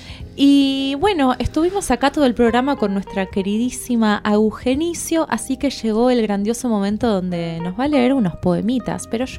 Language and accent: Spanish; Buenos Aires, Argentina; born there; Nací en Buenos Aires en 1978, soy diseñadora gráfica y artista visual.